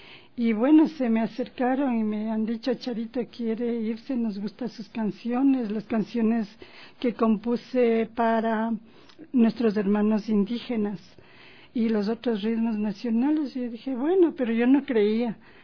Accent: Baños, Tungurahua, Ecuador; En mis presentaciones yo siempre paso los videos de mi tierra, que es Baños de Tungurahua y también de Ambato.

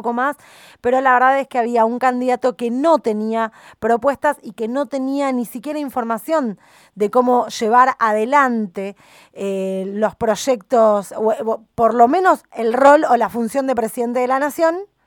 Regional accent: Argentina; a nosotros como argentinos en este último tiempo nos genera una emoción y muchísimo cariño

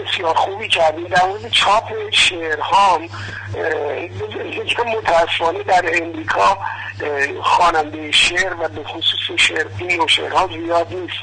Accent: Isfahan, Iran; چون خودم اصلا اصفهانی هستم،

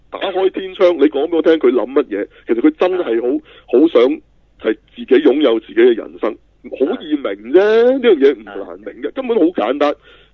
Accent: China; 我哋中國人睇

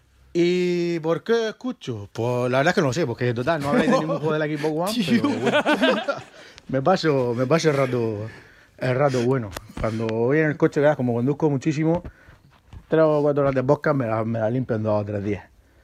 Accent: Region of Murcia, Spain; como son murcianos y tenemos esa gracia

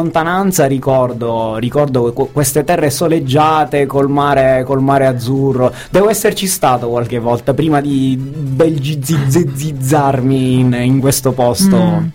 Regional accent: Sicily, Italy; andiamo presto ad introdurre il nostro ospite, che come me è un siciliano verace.

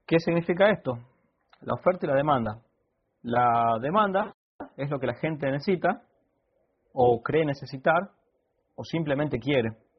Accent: Argentina; yo soy de Argentina

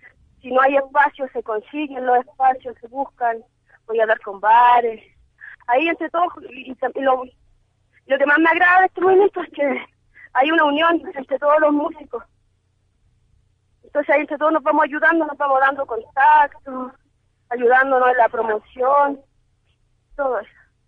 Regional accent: Chile; todo el trabajo de rescate de nuestra identidad como chilenos.

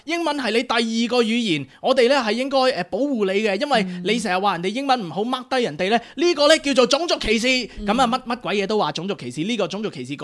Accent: Australia; 我喺呢度土生土長嘅澳洲人啦，咁但係咧我係一個亞洲面孔咁。

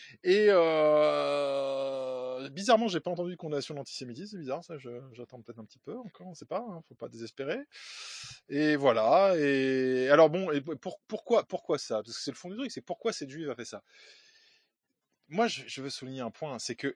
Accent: France; Je suis français.

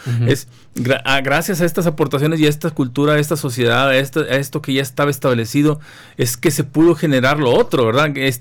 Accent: Nuevo León, Mexico; de lo que somos como ciudad, de lo que antropológicamente nos ha constituido, de lo que somos ser regios

